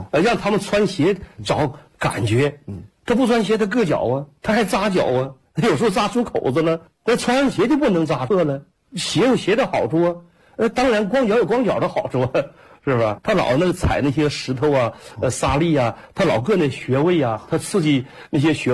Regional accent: Jilin, China; 我说我是吉林的

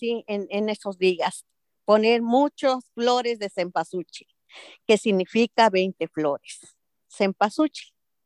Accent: San Mateo Huitzilcingo, State of Mexico, Mexico; Yo soy del Estado de México, de un pueblo que se llama San Mateo Huitzilcingo, que significa nido de colibrís.

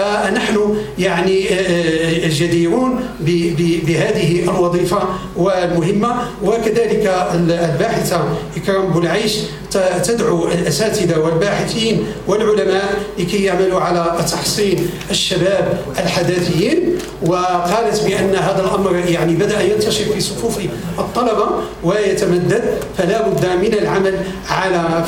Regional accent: Morocco; ويجعل بلدنا المغرب وأوكرين يعني نافذة للانفتاح العظيم

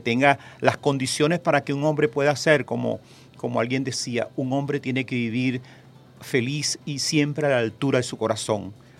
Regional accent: Bolívar, Venezuela; born there; now in Caracas, Venezuela; yo nací en el estado Bolívar, pero yo tengo 47 años aquí en Caracas.

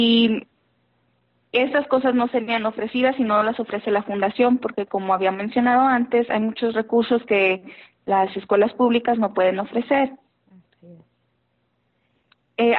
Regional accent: Los Angeles, California, United States; porque yo soy de Los Ángeles y llevo meses que no estoy por allá, entonces salúdame mucho a mi ciudad

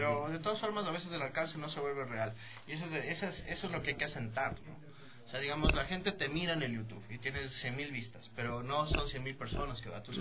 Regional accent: Ecuador; tú sacabas tu producto como ecuatoriano

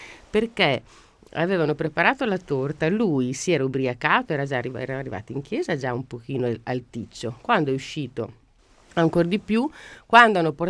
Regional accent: Naples, Campania, Italy; Dato io napoletano

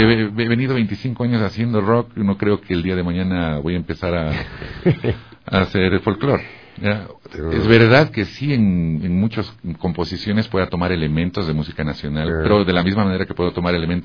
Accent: Ecuador; no necesito irme, ponerme un poncho para decir que soy ecuatoriano

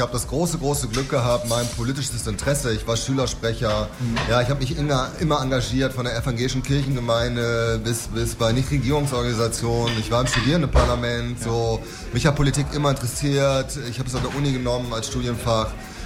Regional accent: Duisburg, North Rhine-Westphalia, Germany; born there; Duisburg, deswegen geboren, mal kurz zur Erklärung, weil A, kommt meine Mutter aus Duisburg. Und zweitens bin ich im Bethesda-Krankenhaus geboren, wie übrigens meine 6 Jahre ältere Schwester auch.

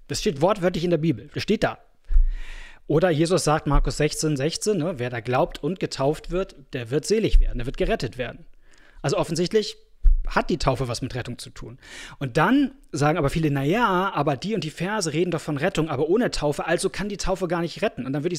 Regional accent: Kazakhstan; und da gibt es auch keine Kirchenbücher in dem kleinen Dorf in Kasachstan, wo ich groß geworden bin

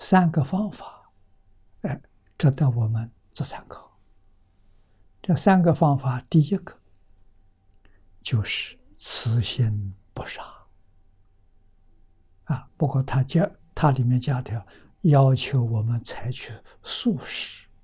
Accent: China; 印度人的对于宇宙人生真相这一方面所做的工作比我们中国人进步

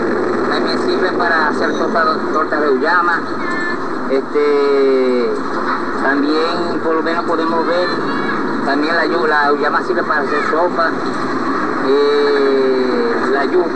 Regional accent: Maracaibo, Zulia, Venezuela; por lo menos yo soy de Maracaibo, de San Francisco, del Estado Zulia, que venimos del Estado Zulia a apoyar al camarada

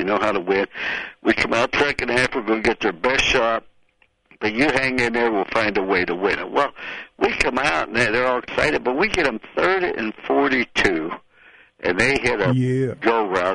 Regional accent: West Virginia, United States; born there; Now, remember, I was born in West Virginia. That's my home state where I was born.

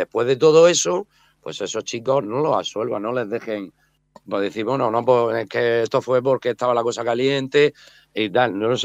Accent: Alcantarilla, Region of Murcia, Spain; Él es de aquí, de mi pueblo. Yo soy de Alcantarilla también.

